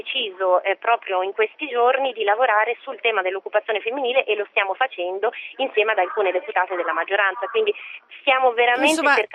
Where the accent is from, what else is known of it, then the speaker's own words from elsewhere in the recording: Lombardy, Italy; non solo perché io sono brianzola e quindi è un territorio che conosco molto bene